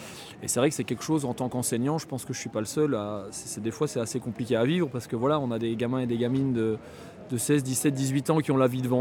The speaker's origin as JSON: {"language": "French", "region": "Wallonia", "country": "Belgium", "said": "Je suis gommais, moi. Donc je viens du sud de la Belgique. Et puis voilà, après quelques années d'études à Bruxelles, je suis retourné dans ma région natale."}